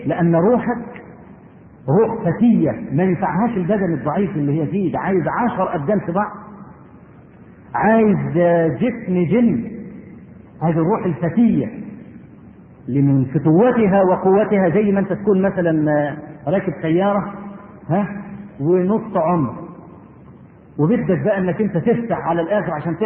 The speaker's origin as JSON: {"language": "Arabic", "country": "Egypt", "said": "عندنا في مصر"}